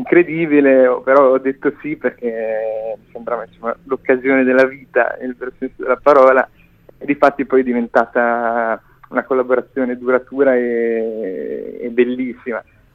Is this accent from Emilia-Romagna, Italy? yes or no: yes; Rimini, Emilia-Romagna, Italy; un piccolo festival vicino alle mie parti, sono riminese